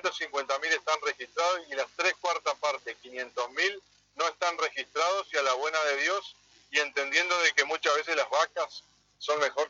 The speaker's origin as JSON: {"language": "Spanish", "country": "Argentina", "said": "como cualquier argentino, estamos a favor de la cultura del trabajo"}